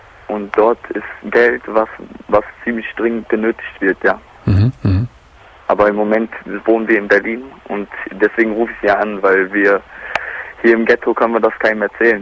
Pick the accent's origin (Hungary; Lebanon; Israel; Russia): Lebanon; now in Germany; bin in Libanon aufgewachsen.